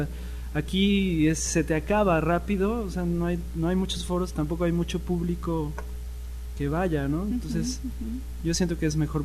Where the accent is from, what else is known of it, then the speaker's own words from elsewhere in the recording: Xalapa, Veracruz, Mexico; yo crecí aquí en Jalapa, en los potreros, o sea, había potreros en muchas partes, ¿no? Uh-huh. Jugábamos fútbol y había vacas ahí en los terrenos baldíos